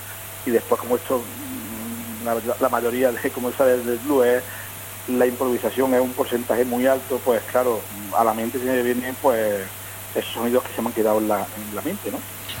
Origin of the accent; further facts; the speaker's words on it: Puente Genil, Andalusia, Spain; es Niña mi pueblo, esta Puente Genil, bueno, bajo el puente, digamos, es como una, aparte de ser parte del nombre de mi pueblo